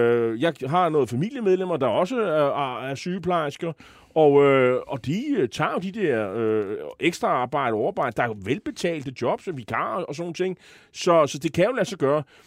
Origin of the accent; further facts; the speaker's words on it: Copenhagen, Capital Region of Denmark, Denmark; som københavner er det velgørende